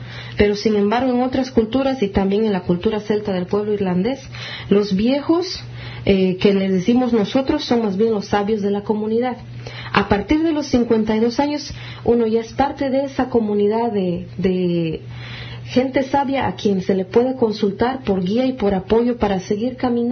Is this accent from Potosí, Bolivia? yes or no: no; Cochabamba, Bolivia; vengo de Cochabamba, Bolivia